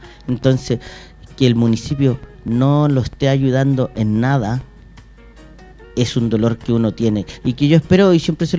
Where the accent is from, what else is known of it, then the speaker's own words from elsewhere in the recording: Puente Alto, Santiago Metropolitan Region, Chile; also born or lived in La Pintana; Yo soy de Puente Alto, soy nacido, criado, mis padres papeleros, mis abuelos papeleros, todo el rato.